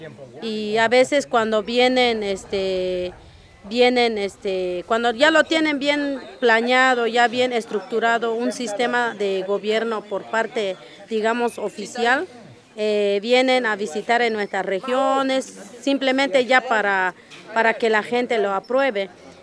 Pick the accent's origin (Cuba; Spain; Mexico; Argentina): Mexico; Coquiltel, Chiapas; en este momento estamos en mi región, que es la región Chich. Mi comunidad se llama Coquiltel.